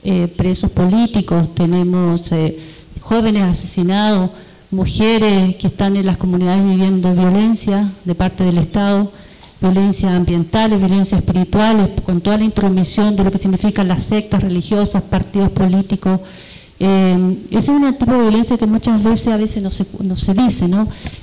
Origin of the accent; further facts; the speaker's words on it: Chile; Yo no me identifico como chilena, para nada. siento que hoy en día es el Estado chileno el que nos oprime de mayor manera.